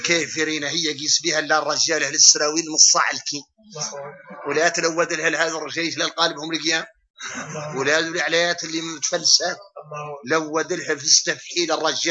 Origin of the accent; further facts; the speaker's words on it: Mauritania; نحن موريتاني